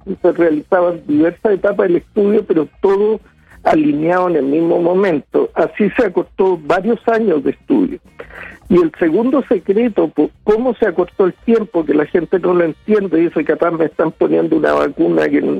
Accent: Chile; somos chilenos, nos interesa Chile.

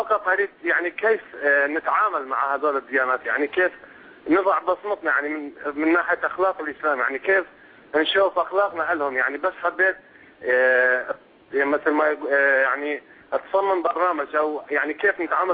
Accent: Kurdistan Region, Iraq; أنا من كردستان العراق شيخ. أنا من كردستان. أنا كردي.

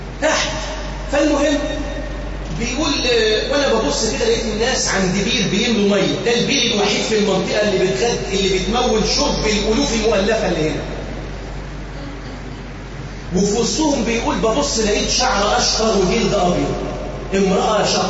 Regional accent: Egypt; اللهم اجعل بلدنا مصر وسائر بلاد المسلمين أمانًا سخاءً رخاءً مطمئنةً

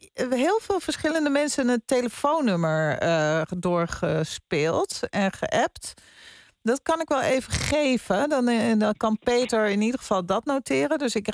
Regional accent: Zaanstad, North Holland, Netherlands; Nou ja, ik kom uit Zaanstad en daar is het ook gebruikelijk om in plaats van een ui een eu te zeggen.

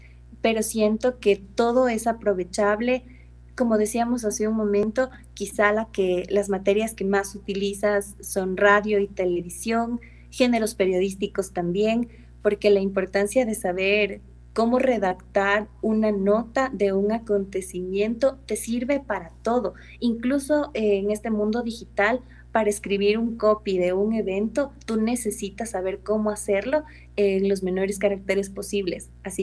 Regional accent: Ambato, Tungurahua, Ecuador; also born or lived in Quito; Yo soy quiteña, nací aquí en Quito y ahora estoy trabajando aquí. Pero realmente todos mis estudios, escuela, colegio y universidad, los hice en Ambato.

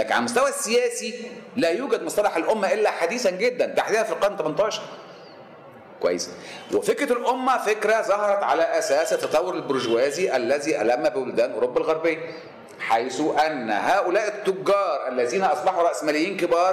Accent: Sharqia Governorate, Egypt; أنا مصري بس أنا كمان شرقاوي يا عم، يعني حاجات كده، ها؟ وأنا ابن ريف مش ابن حضر، ابن دلتا مش ابن صعيد، ابن مش ابن بدو، مش ابن وحات أو أمازيغ

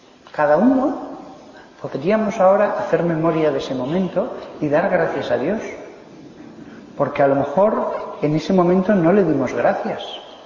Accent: Aragon, Spain; patrono de Aragón, de donde yo soy

